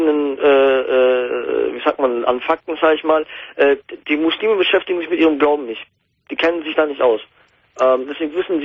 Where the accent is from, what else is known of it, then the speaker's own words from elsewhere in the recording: Germany; weil ich dachte, okay, in Deutschland lebe ich bin aufgewachsen, ich bin halber Deutscher. Ich meine, die Deutschen akzeptieren mich nicht als Deutscher, obwohl ich, wenn ich sogar einen deutschen Pass hätte mittlerweile, habe ich immer noch einen türkischen Pass